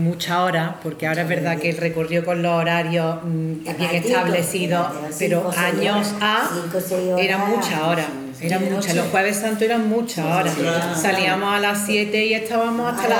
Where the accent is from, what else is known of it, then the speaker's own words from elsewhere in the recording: Archidona, Andalusia, Spain; me gusta mucho hablar de la Semana Santa de mi pueblo